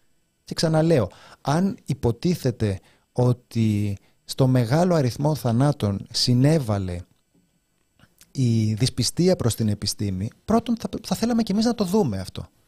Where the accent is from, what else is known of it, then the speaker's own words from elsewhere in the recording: Kokkinia, Attica, Greece; Εγώ, ένα φτωχό λαϊκό παιδί, είμαι από την Κοκκινιά